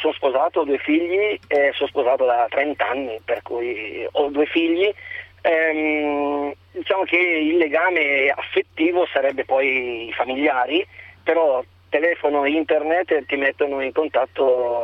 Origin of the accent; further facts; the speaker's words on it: Lombardy, Italy; io sono della Bergamasca, ho 10 fratelli, stiamo bene tra di noi